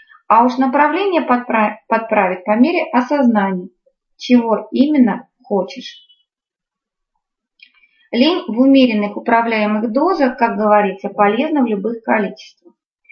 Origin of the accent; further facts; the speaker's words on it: Krasnoyarsk, Krasnoyarsk Krai, Russia; now in Moscow, Russia; Я приехала из Красноярска, в Москве только 3 года.